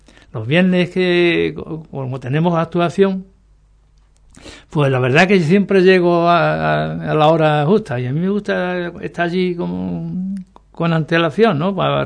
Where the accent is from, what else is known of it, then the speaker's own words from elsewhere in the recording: Ubrique, Andalusia, Spain; yo mi pueblo antes que nada, antes que nada, yo lo que quiero es promoción para mi pueblo